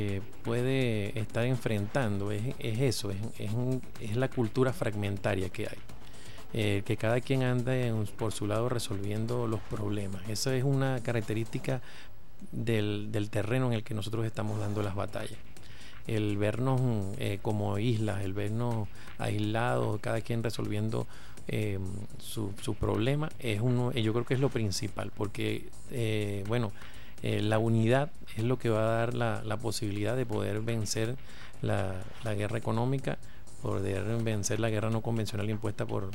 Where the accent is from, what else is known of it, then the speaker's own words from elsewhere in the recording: Guayana, Venezuela; esto nació en Guayana, de donde vengo.